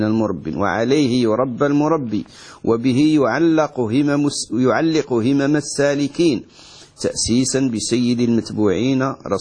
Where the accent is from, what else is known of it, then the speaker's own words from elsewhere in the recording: Morocco; وإحنا عندنا في المغرب